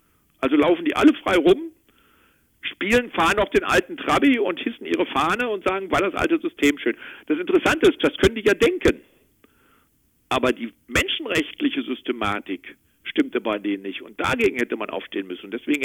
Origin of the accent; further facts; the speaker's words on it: North Rhine-Westphalia, Germany; now in Berlin, Germany; Nee, ich bin aus Westfalen ursprünglich.